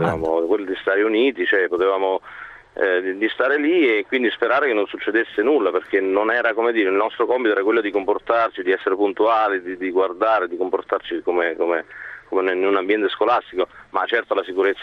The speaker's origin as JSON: {"language": "Italian", "region": "Emilia-Romagna", "country": "Italy", "said": "siamo della Romagna, qui in provincia di Rimini."}